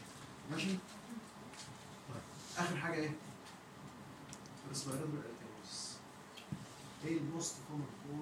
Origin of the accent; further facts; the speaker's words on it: Egypt; بس للاسف مش موجود عندنا في مصر